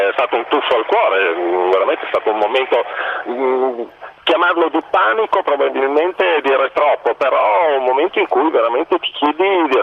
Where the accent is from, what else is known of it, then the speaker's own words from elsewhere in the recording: Bologna, Emilia-Romagna, Italy; No, io sono di Bologna, sono bolognese proprio puro sangue, comunque per lavoro sono spessissimo a Napoli.